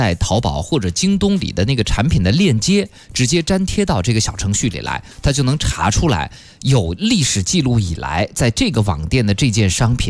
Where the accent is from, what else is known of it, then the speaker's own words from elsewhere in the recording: Nantong, Jiangsu, China; accent: Nantong dialect; 是我们南通话。